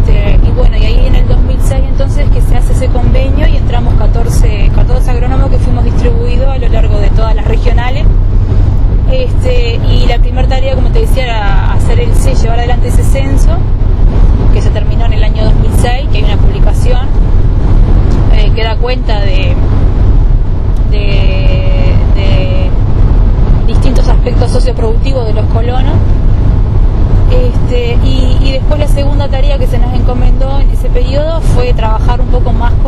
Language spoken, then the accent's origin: Spanish; San Jacinto, Canelones, Uruguay; yo soy de acá, de Canelones, soy de San Jacinto, nací acá y me crié acá, y hice incluso la carrera viajando a Montevideo todos los días desde acá.